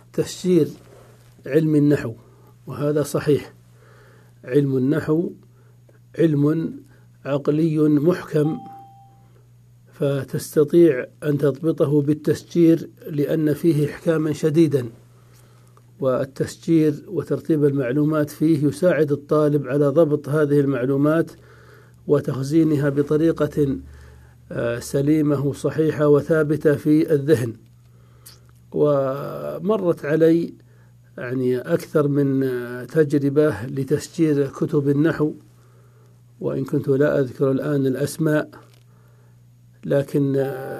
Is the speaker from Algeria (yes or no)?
no; Saudi Arabia; وهي يعني موجودة في المكتبات خاصة عندنا في السعودية